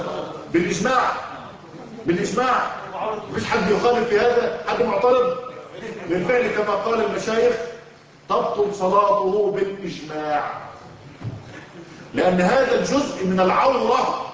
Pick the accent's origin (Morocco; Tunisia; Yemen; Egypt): Egypt; طبعا إحنا عندنا في الريف المصري الفلاحين لما إحنا طبعا من بيئة كلها فلاحين وزراعة ولسنا من المدينة